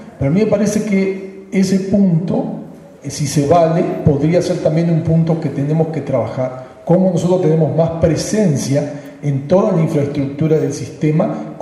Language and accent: Spanish; Argentina; de Argentina.